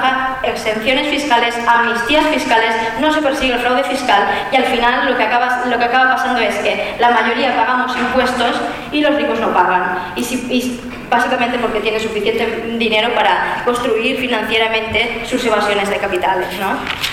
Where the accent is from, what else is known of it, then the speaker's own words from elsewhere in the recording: Valencian Community, Spain; Yo soy valenciana